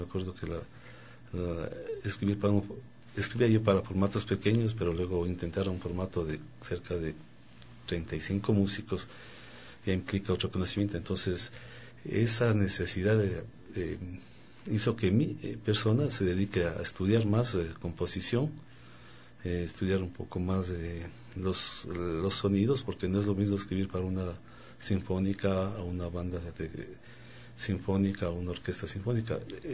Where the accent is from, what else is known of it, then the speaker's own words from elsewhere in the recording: Ecuador; moved away as an adult; also born or lived in Europe; Pero dije, no, mi país es mi país y regreso acá.